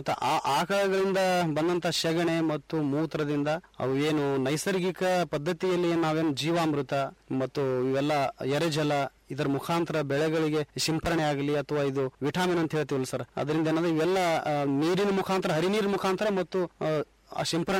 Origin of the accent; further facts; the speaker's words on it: Karnataka, India; ಇಂಡಿ ತಾಲೂಕು ಸಾಕಿ ನಾದ್ಕೇಡಿ ನನ್ನ ಗ್ರಾಮ. ನಾನು ಒಬ್ಬ ಯುವ ಕೃಷಿಕ.